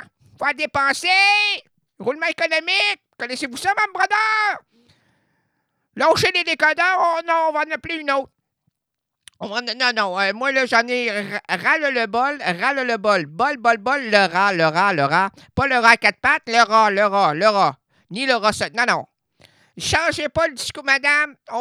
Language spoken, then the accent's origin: French; Quebec, Canada; Chez nous au Québec, c'est du foin.